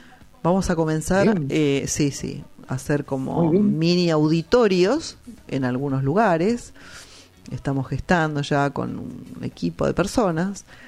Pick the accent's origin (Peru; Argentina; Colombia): Argentina; nosotros como argentinos tenemos que hacer el esfuerzo de recorrer la Argentina.